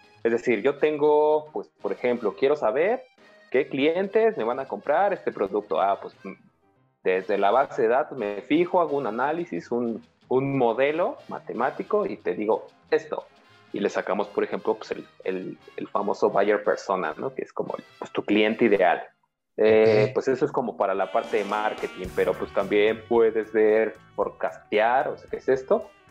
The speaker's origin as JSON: {"language": "Spanish", "region": "Chiapas", "country": "Mexico", "said": "yo soy de Chiapas, mi familia es de allá"}